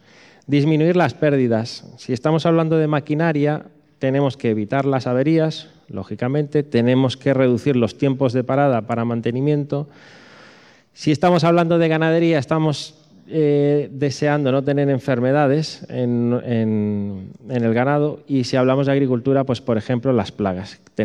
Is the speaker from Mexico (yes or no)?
no; Galicia, Spain; Pero como buen gallego, sí.